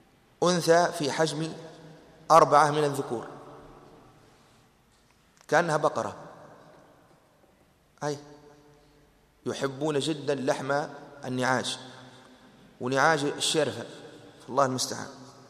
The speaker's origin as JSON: {"language": "Arabic", "country": "Tunisia", "said": "نحن المعتاد عندنا في تونس"}